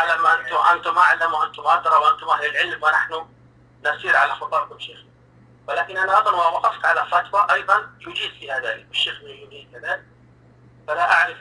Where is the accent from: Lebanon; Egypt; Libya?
Libya; now in Tunisia; انا من ليبيا ولكن الان مقيم في تونس